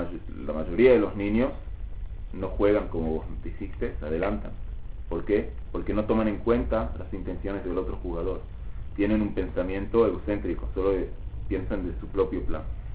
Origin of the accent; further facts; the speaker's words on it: Uruguay; Sí, soy uruguayo, ¿no?